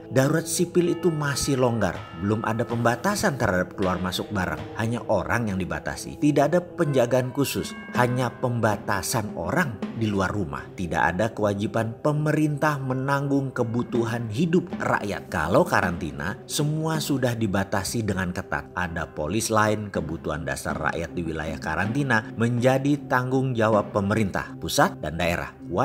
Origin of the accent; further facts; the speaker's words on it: East Java, Indonesia; Kalau sampai ngomong anco-anco, ya memang saya Jawa Timuran lah ngono dul, bukan nyinyir tok.